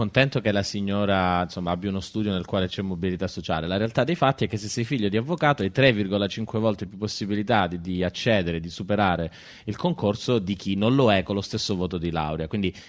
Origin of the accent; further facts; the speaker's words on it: Catanzaro, Calabria, Italy; Io vengo da Catanzaro